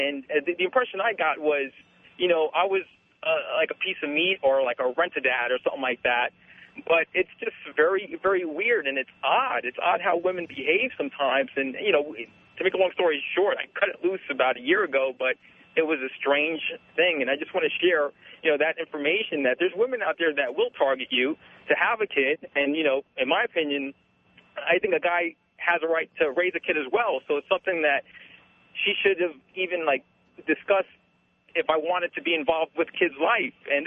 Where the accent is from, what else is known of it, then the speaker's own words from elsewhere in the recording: Northeast, United States; now in Los Angeles, United States; and this is in L.A., and I'm from the Northeast originally